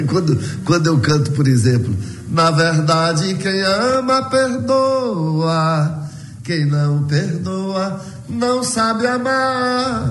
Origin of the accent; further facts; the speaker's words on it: Vitória da Conquista, Bahia, Brazil; also born or lived in Salvador / Rio de Janeiro; morei um tempão lá em Salvador, né? Depois resolvi voltar aqui para minha terra, mas ainda quando eu morava no Rio de Janeiro, antes de voltar para Conquista